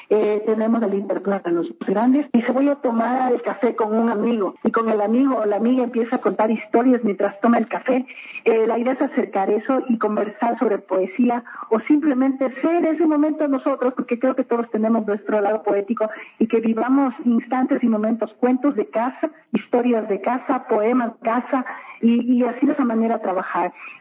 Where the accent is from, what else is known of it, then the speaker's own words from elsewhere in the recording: Ecuador; Así somos los ecuatorianos, así somos en el mundo